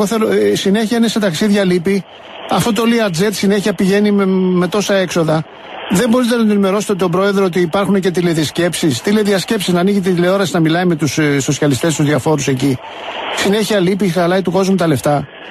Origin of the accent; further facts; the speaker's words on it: Moudania, Central Macedonia, Greece; Είμαι από τα Μουδανιά.